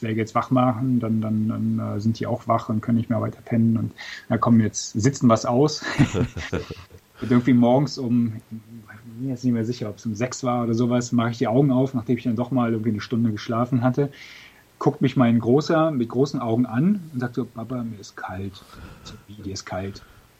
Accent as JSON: {"language": "German", "region": "Mecklenburg-Vorpommern", "country": "Germany", "tie": "born or raised there", "said": "als Mecklenburger. Ich bin ja aufgewachsen in Mecklenburg."}